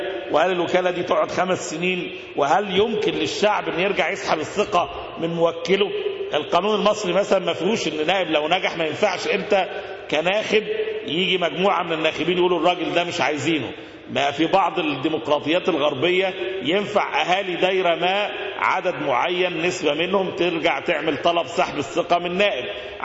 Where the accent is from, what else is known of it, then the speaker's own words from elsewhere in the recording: Egypt; اللي ممكن تشبهه عندنا في مصر بعصر